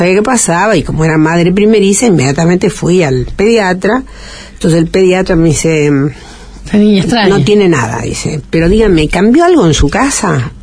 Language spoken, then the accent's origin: Spanish; Italy; yo no puedo comprarlo esto, porque yo soy italiana